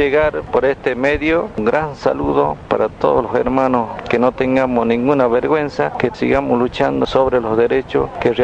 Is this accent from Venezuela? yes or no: no; Palma Sola, Jujuy, Argentina; Desde San Pedro tenemos 110 kilómetros hacia la parte de Salta, tenemos 30 kilómetros ya de línea de Salta, una parte del Chaco.